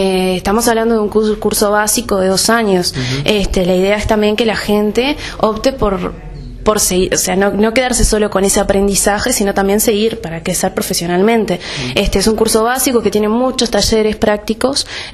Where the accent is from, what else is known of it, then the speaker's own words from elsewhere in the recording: Uruguay; Particularmente, yo me gusta mi país, me quiero quedar en mi país, será en comunicación, viviré de algún medio de comunicación o en otro ámbito laboral, pero mi idea personal es quedarme acá en el Uruguay.